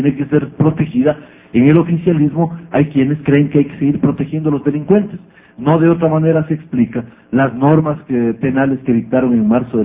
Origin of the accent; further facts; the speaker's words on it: Ecuador; O somos más los ecuatorianos que queremos vivir en paz.